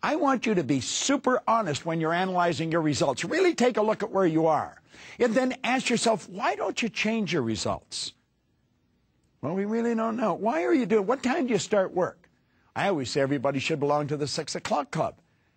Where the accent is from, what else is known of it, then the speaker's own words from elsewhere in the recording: Ontario, Canada; I was born and raised in Northern Ontario in Canada.